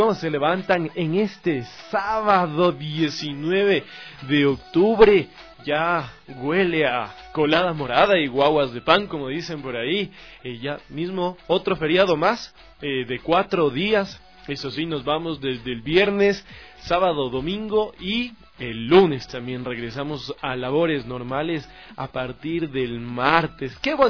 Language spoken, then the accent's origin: Spanish; Ecuador; no olvidemos que somos todos ecuatorianos, nacidos bajo una misma bandera